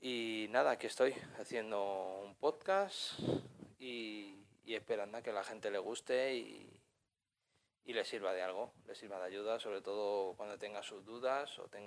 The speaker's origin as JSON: {"language": "Spanish", "town": "Madrid", "region": "Community of Madrid", "country": "Spain", "said": "tengo 32 años, soy de Madrid."}